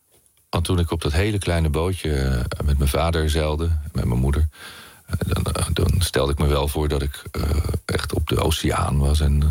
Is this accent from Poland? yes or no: yes; Poland; now in Netherlands; Maar omdat ik uit Polen kom, waar onze familie niet heel veel had. Ik wil niet zeggen arm, maar de boerderij van mijn opa en oma, daar hadden we een waterput, er was geen stromend water, er was zelfs geen elektra de eerste jaren.